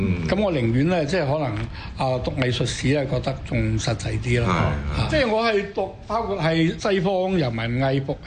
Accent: Guangdong, China; 因為我哋廣東人係口頭嘅語言，寫係有分別啊嘛

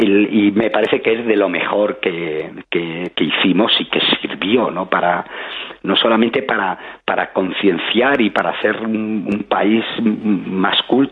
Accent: Spain; como ciudadanos, como españoles, que son conscientes de que viven en una tierra privilegiada

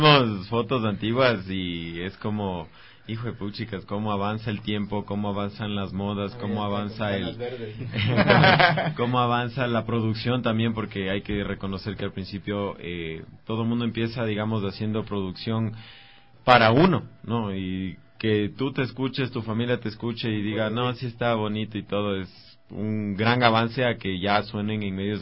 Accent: Ecuador; no estamos todavía para decir, Leo, conquisté ya mi tierra, Ecuador sabe quién soy.

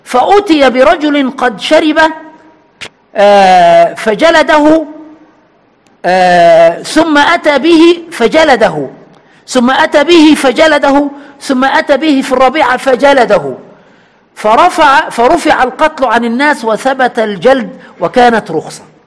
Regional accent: Egypt; كما نقول كمصريين دم خفيف

